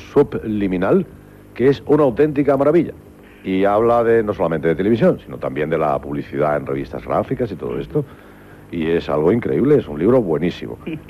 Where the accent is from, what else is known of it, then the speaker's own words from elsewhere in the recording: Spain; tuve muchísimo cuidado siempre, como español, tuve mucho cuidado siempre